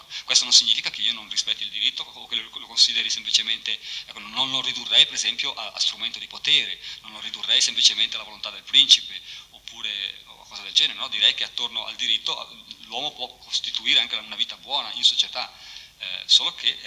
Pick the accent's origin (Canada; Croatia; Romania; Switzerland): Switzerland; Io forse parlo così anche da svizzero, cioè in un contesto sociale come da noi